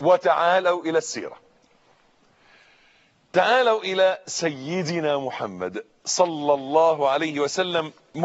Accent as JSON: {"language": "Arabic", "country": "Egypt", "said": "صاروا يكرهون المطر عندنا في مصر"}